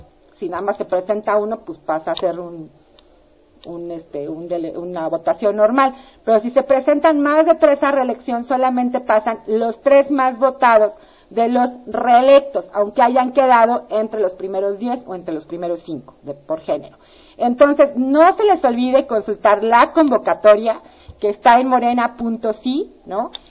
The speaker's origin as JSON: {"language": "Spanish", "town": "Ecatepec", "region": "State of Mexico", "country": "Mexico", "said": "pero yo soy de Catepec, no importa"}